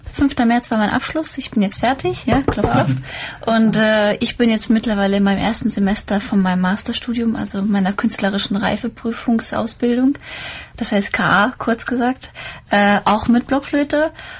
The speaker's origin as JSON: {"language": "German", "country": "Bosnia & Herzegovina", "moved": "yes", "lives_now": "Germany", "said": "Ich komme ja aus Bosnien und Herzegowina."}